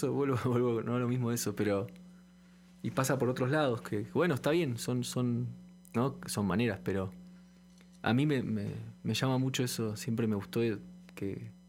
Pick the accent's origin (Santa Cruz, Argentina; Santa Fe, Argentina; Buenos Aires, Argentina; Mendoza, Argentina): Buenos Aires, Argentina; Sí, Buenos Aires.